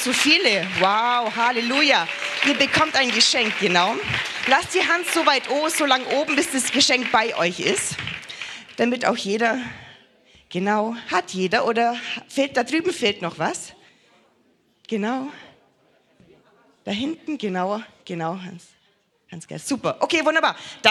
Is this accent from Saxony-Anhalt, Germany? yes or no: no; Bavaria, Germany; Wir haben bei uns im Allgäu so ein Sprichwort.